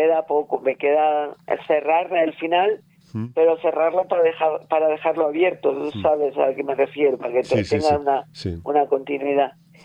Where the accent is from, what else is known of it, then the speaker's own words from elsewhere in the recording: Olivares, Andalusia, Spain; born there; yo nací en un pueblecillo pequeño de Granada que se llama Olivares, que es una pedanía de un pueblo más importante de Granada que se llama Moclín.